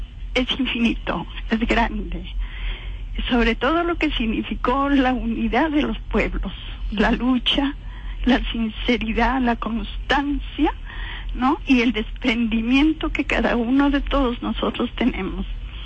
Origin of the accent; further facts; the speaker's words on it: Peru; now in Venezuela; dándome la bienvenida como peruana y como vocera del Comité de Tierra